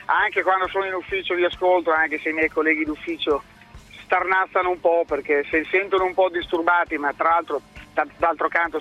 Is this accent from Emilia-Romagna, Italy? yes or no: yes; Emilia-Romagna, Italy; io sono romagnolo, chiaramente tifoso del Cesena